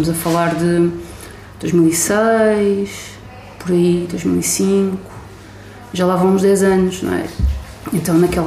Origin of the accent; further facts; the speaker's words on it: Barreiro, Setúbal, Portugal; Pá, a cidade de onde eu venho, o Barreiro, tem muita gente